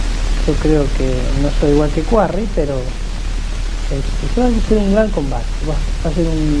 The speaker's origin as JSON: {"language": "Spanish", "country": "Argentina", "said": "Yo soy argentino, con mucha carne, en mi país somos muy fuertes."}